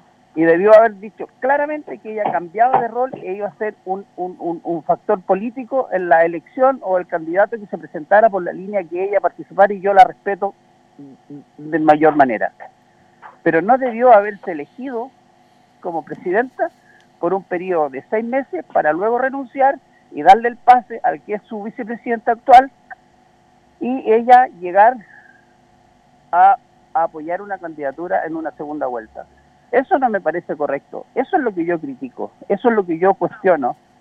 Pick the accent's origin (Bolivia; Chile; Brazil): Chile; en esta etapa tan compleja que nos ha tocado vivir como chilenos